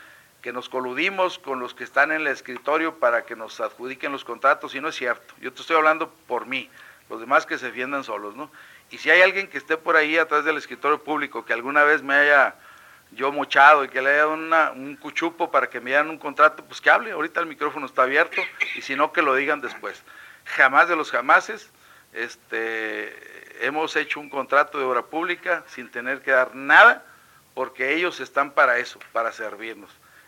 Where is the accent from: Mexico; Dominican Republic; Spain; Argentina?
Mexico; no somos los mexicanos, son los que nos dizque gobiernan